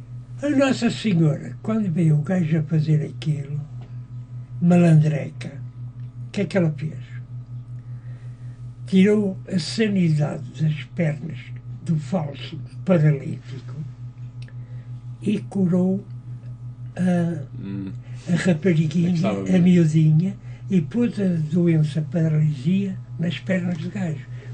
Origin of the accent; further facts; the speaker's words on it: Portugal; Eu sou português.